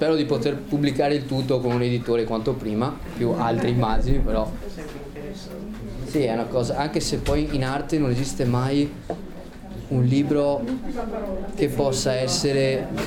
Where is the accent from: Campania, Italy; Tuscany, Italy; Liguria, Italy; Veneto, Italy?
Veneto, Italy; Venice; E se io vi dico che sono di Venezia e ho iniziato a fare questa conferenza